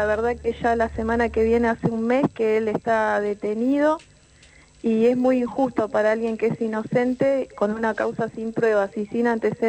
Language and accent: Spanish; Mar de Ajó, Buenos Aires Province, Argentina; born there; Yo nací acá en Mar de Ajó.